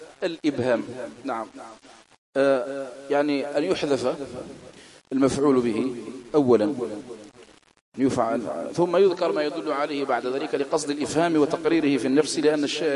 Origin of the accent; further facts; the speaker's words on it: Algeria; accent: Algerian Arabic; هذا من الأساليب العربية التي بقيت في دارجتنا الجزائرية